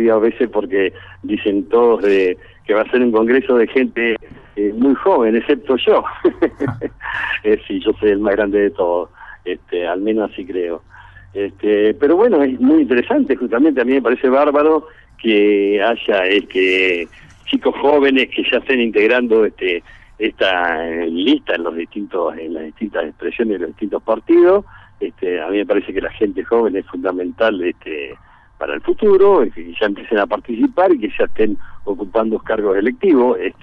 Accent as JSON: {"language": "Spanish", "town": "Viedma", "region": "Río Negro", "country": "Argentina", "tie": "born or raised there", "also_born_or_lived": "Bahía Blanca", "said": "yo soy nacido acá en Viedma, nacido y criado en Viedma. La etapa donde viví casi 6 años en Bahía Blanca, cuando fui a estudiar"}